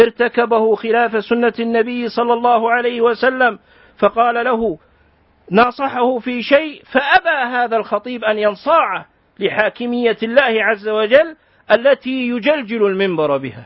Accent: Kuwait; اليوم خطبة الجمعة عندنا في الكويت الرسمية التي أذيعت في المذياع

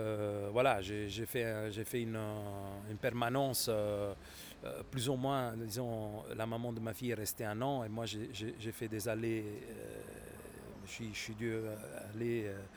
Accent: Naples, Campania, Italy; French is a second language; je l'ai vécu aussi chez moi à Naples, au sud de Naples

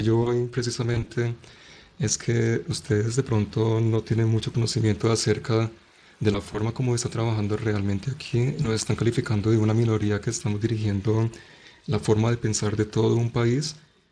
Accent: Manizales, Caldas, Colombia; Yo soy de Manizales, Colombia

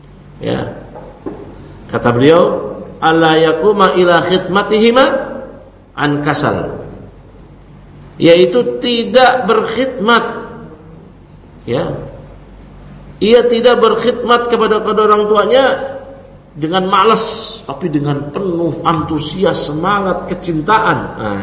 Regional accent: Jakarta, Indonesia; Walau saya lahir di Jakarta, kecil di Jakarta, tumbuh di Jakarta, ya.

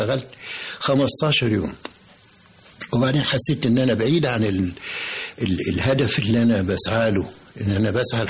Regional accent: Minya, Minya Governorate, Egypt; كان احنا كان عندنا في المنيا بقى قهوه كده نخش ندفع 5 مليم تعريفه

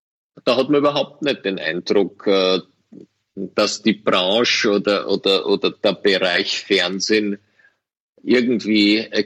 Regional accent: Austria; und als Österreicher darf ich sowas sagen

